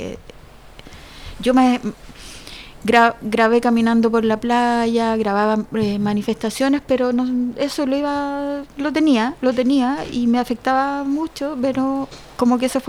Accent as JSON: {"language": "Spanish", "town": "Santiago", "region": "Santiago Metropolitan Region", "country": "Chile", "tie": "born or raised there", "lives_now": "Valparaíso, Chile", "said": "y ahora me vine a vivir a Valparaíso. Porque yo nací y criada en Santiago."}